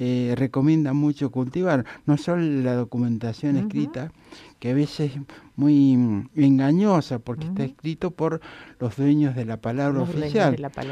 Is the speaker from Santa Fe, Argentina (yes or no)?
no; Bernasconi, La Pampa, Argentina; como yo pasé parte de mi adolescencia en Bernasconi